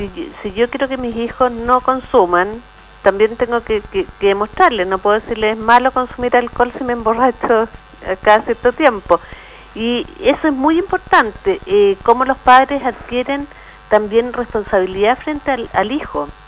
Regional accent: Chile; Todos somos chilenos y todos tenemos que preocuparnos de este problema que tenemos.

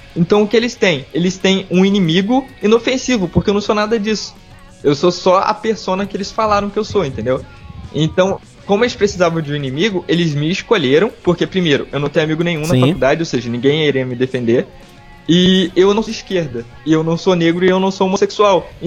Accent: Rio de Janeiro, Brazil; eu sou do litoral do Rio, né, cara. Aqui a gente pega sol direto. É. Eu moro de frente pra praia.

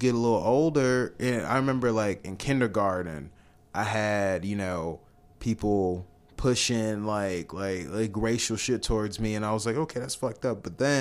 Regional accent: Nigeria; Like growing up, my mom, we blasted … I'm Nigerian.

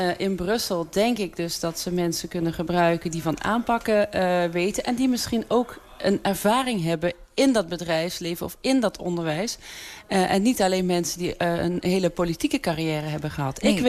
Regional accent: Maastricht, Limburg, Netherlands; Want ik ben in Maastricht opgegroeid. Ik heb hier altijd gewoond.

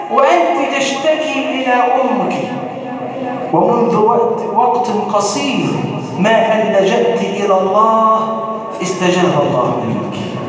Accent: Egypt; اللهم ارزق بلادنا مصر الأمن والأمان،

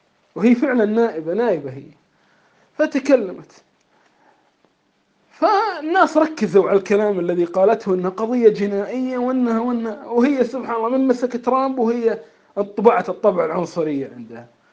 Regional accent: Kuwait; نحن أول مدرسة عندنا في الكويت

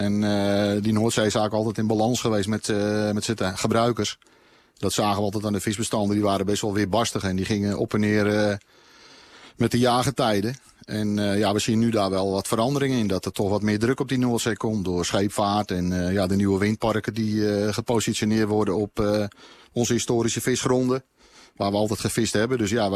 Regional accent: Netherlands; Want als Nederlanders moeten we eigenlijk allemaal een beetje trots zijn op onze vissers die wekelijks op zee zitten.

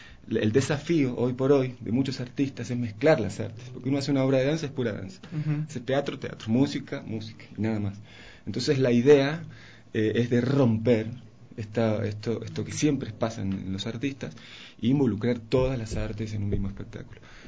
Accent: Argentina; moved away as an adult; now in Ecuador; Yo soy de Argentina, estoy hace 8 años, 9 años viviendo en Ecuador

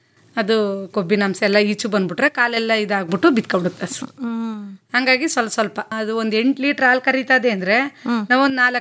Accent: Sihalli, Karnataka, India; ಬಿಸಿ ಹಳ್ಳಿ ಬನ್ನೂರ ಹತ್ರ ಮೇಡಮ್.

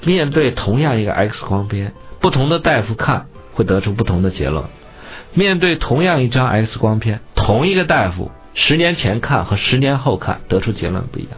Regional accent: China; 我们中国人很普通的生活就跟天文就结合在一块儿

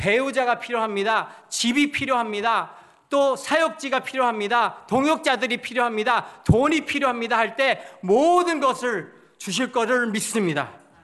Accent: Toronto, Ontario, Canada; moved away; 캘리포니아에 돌아가지 않고 제 고향은 토론토거든요. 토론토로 가지 말고 한국에 나와라는

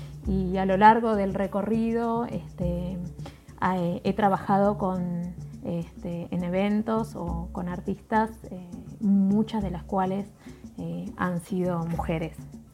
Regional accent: Concordia, Entre Ríos, Argentina; now in Paraná, Argentina; soy de Concordia, pero vivo en Paraná hace muchos años.

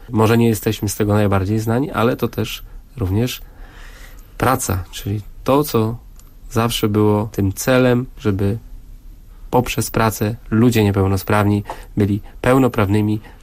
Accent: Ciechanów, Masovian Voivodeship, Poland; Sam jestem z Ciechanowa, z miasta, w którym się urodziłem, skończyłem szkołę

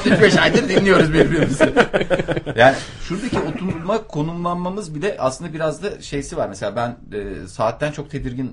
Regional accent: Ankara, Turkey; Ama gerçekten ben işte doğma büyüme Ankara'lıyım.

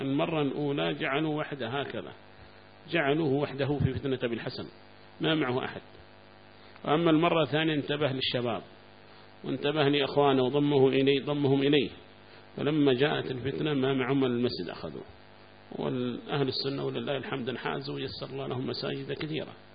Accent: Mukalla, Hadhramaut, Yemen; وعندنا في المكلا أيضا معنا مسجد واحد كان

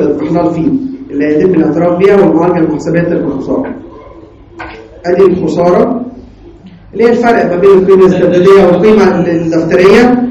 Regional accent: Egypt; لكن عندنا في مصر لا، اعاده التقييم غير مسموح فيها

